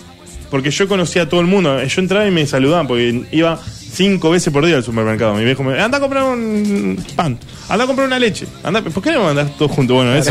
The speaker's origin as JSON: {"language": "Spanish", "region": "Buenos Aires Province", "country": "Argentina", "said": "Dicen que los porteños somos. Sí. Ah, somos. Nosotros somos de Gran Buenos Aires."}